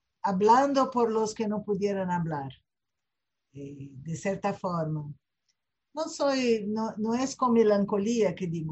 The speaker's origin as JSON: {"language": "Spanish", "region": "Rio de Janeiro", "country": "Brazil", "tie": "born there", "second_language": "Spanish", "lives_now": "São Paulo, Brazil", "said": "hablo de São Paulo, en Brasil. Nací en Río de Janeiro, pero vivo hoy en día en São Paulo."}